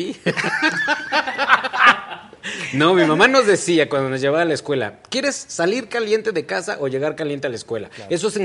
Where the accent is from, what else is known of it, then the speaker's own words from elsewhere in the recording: Mexico City, Mexico; also born or lived in Ecatepec; now in Morelia, Mexico; En el Estado de México, en Ecatepec. Ahí a donde se termina lo empedrado, ahí nací yo.